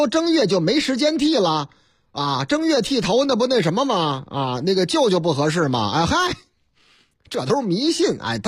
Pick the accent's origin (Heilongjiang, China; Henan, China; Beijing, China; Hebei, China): Henan, China; 在我老家河南那个地方，